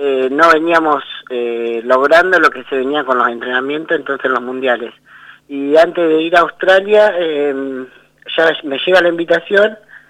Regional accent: Carlos Tejedor, Buenos Aires Province, Argentina; now in Santa Rosa, Argentina; Bueno, arranqué hace varios años, yo soy de oriunda de Carlos Tejedor.

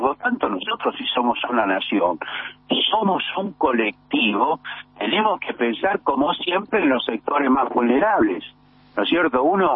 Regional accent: Buenos Aires, Argentina; Nosotros somos, muchos de nosotros, mi caso por lo menos, como muchos de los que escuchan tu programa, somos porteños.

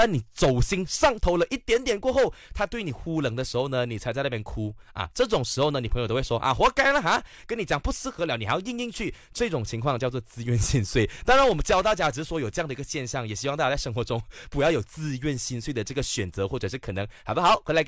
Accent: Kuala Lumpur, Malaysia; 因为我像我本身吉隆坡人，我看到的时候我就想说，哈，我就在吉隆坡耶

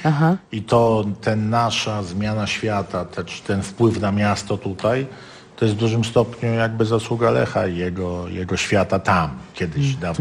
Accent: Tarnów, Lesser Poland, Poland; ja się nie chcę wyprowadzać z Tarnowa, bo jakby no jestem tarnowianinem

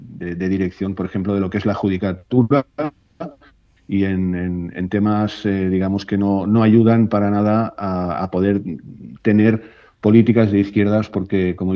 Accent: Catalonia, Spain; born there; yo soy independentista de casualidad, porque nací en Cataluña, que somos un país sin Estado, un país reprimido y un país deprimido por estas situaciones que nos toca vivir.

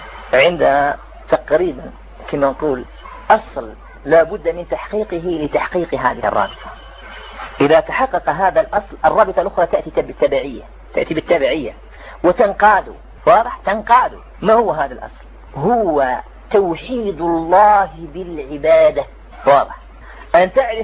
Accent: Algeria; كان فيها أنا جزائري

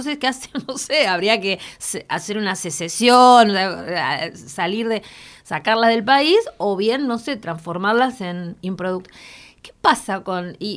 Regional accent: Quilmes, Buenos Aires Province, Argentina; Yo no soy porteña, así que diga lo que quiera, soy quilmenia.

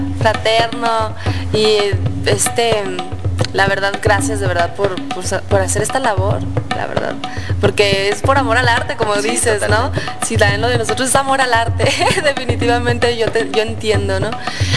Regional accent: northern Mexico, Mexico; todos somos norteños

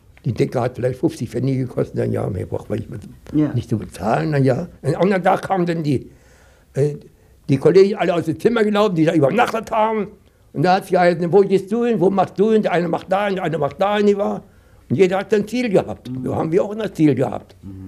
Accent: Potsdam, Brandenburg, Germany; born there; Ich bin in Neuendorf geboren, Nova West kam nachher dazu, da heißt es Nova West, Neuendorf.

